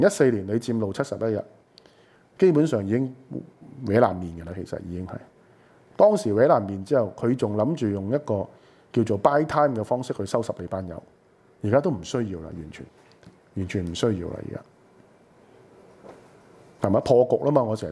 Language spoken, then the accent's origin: Cantonese; Hong Kong; 你们我们香港人本身那个的 struggle, 就不是只是上街示威啊这些东西